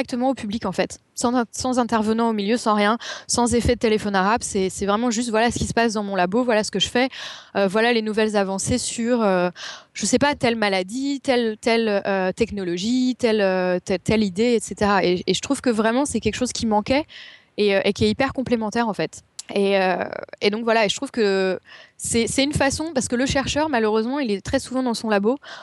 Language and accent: French; Paris, Île-de-France, France; comme je suis parisienne, je suis restée à Paris parce que j'avais déjà tellement à faire à Paris